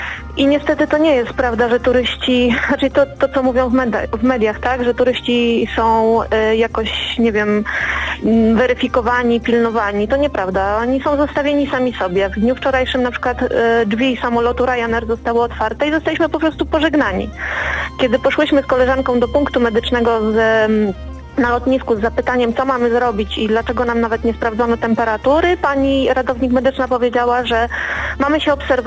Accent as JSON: {"language": "Polish", "town": "Łódź", "region": "Łódź Voivodeship", "country": "Poland", "said": "mamy sobie pojechać do Łodzi, bo pochodzimy z Łodzi"}